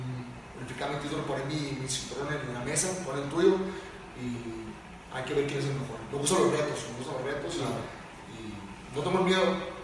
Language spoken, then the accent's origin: Spanish; Mexico; se dice de broma que somos bravos los mexicanos